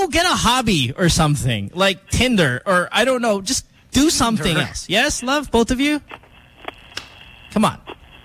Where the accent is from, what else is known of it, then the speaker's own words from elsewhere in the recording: Philippines; Don't you love being Filipino? Like, don't you love being a citizen of this country?